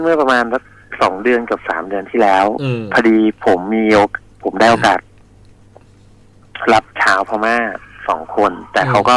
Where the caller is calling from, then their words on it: Nakhon Pathom, Thailand; มรูโทรศัพท์มาจากองค์พระครับนครปฐม